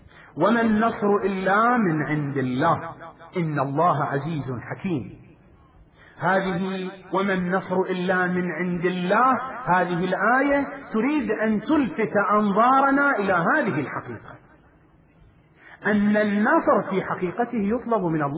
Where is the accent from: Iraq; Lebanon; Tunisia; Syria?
Iraq; وبلاؤنا نحن أبناء العراق